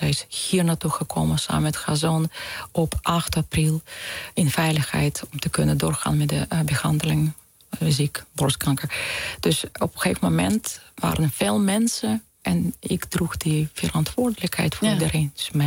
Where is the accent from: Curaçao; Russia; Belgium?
Russia; Dutch is a second language; also born or lived in Ukraine; Want wij zijn geboren in Oekraïne. Maar omdat als kinderen, wij waren door de werk van mijn vader gebracht naar Rusland.